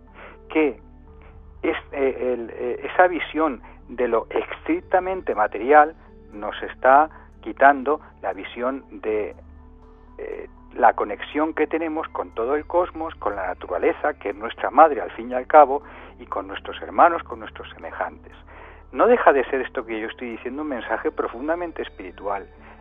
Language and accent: Spanish; Castilla-La Mancha, Spain; Yo, que soy manchego, tengo un dicho, o en mi tierra hay un dicho